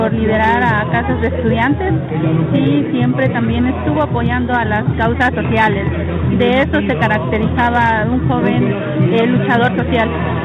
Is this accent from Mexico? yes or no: yes; Tehuanapa, Guerrero, Mexico; Soy originaria de Tehuanapa, de la región Costa Chica.